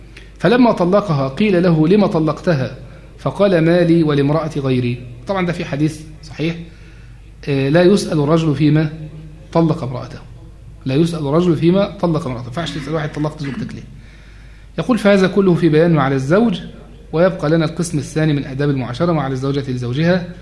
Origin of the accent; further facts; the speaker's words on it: Egypt; زي ما بتنادي بيه بعض الحركات النسوية هنا عندنا في مصر